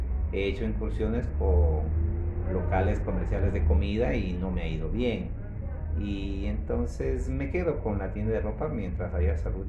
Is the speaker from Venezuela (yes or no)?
no; Ecuador; desde el año 2014 estuve ya planteado en que yo me venía para Ecuador, a mi tierra.